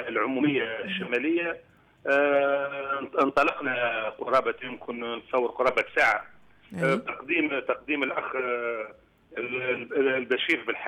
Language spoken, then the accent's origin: Arabic; Douz, Kebili Governorate, Tunisia; بالإضافة لعلاقتي بجوز هي مدينتي التي لم أقم فيها إلا في فترات الإجازات, يعني أنا الآن عمري 57 سنة لم أقيم في دوز إلا في سنة واحدة سنة البكالوريا